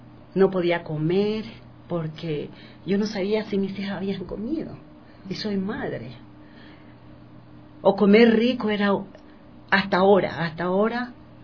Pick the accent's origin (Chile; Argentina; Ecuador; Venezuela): Ecuador; Guayaquil, Guayas; moved away as an adult; Así que decidí... me vine de Guayaquil a Quito.